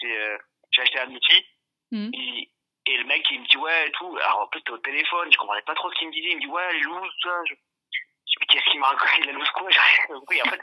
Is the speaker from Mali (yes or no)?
no; France; dès qu'ils sentent que je suis français, ils essaient de revenir à des termes plus génériques.